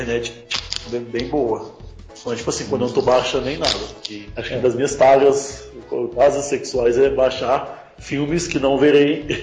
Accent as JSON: {"language": "Portuguese", "region": "Minas Gerais", "country": "Brazil", "said": "Eu não sou gaúcho, eu sou mineiro."}